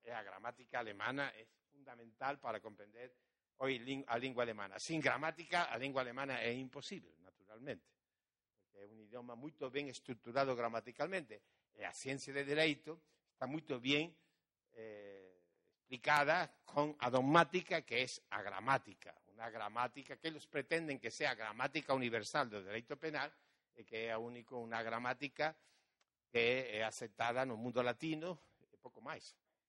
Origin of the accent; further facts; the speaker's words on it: Portugal; Spanish is a second language; uno de los problemas que yo tengo como portugués es que nunca estudié portugués, nunca estudié gramática portuguesa